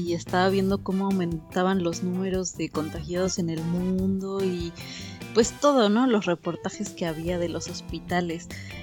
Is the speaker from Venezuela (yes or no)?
no; Mexico; como mexicanos